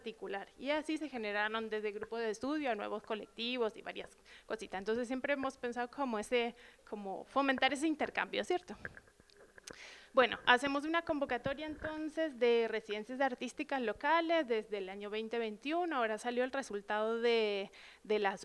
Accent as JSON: {"language": "Spanish", "country": "Argentina", "said": "pues yo trabajo acá hace ya 8 años, soy de Argentina"}